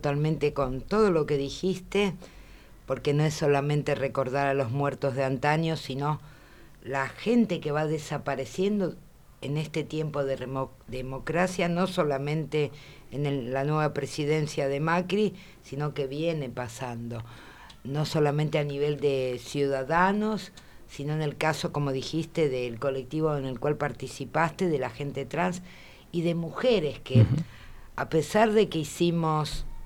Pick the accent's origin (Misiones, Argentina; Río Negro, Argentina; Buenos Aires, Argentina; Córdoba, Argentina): Buenos Aires, Argentina; born there; como yo no soy de Barracas. Nací en Parque Chacabuco y hace 4 que vivo, años que vivo en la 21-24, en nuestro barrio.